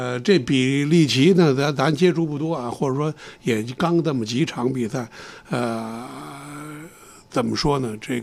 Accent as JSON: {"language": "Chinese", "region": "Beijing", "country": "China", "tie": "born or raised there", "said": "咱是老北京啊"}